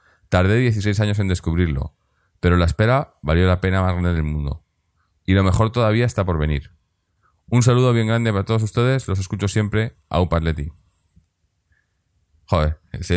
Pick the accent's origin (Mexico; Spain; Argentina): Argentina; Soy de Argentina